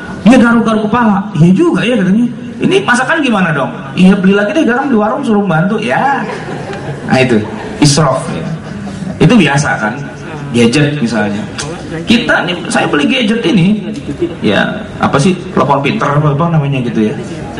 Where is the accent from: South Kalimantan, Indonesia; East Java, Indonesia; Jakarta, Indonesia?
Jakarta, Indonesia; saya orang Betawi itu